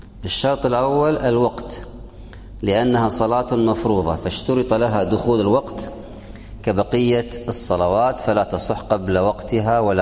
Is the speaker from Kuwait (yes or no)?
yes; Kuwait; وهذا عندنا في الكويت لا يمكن في البلد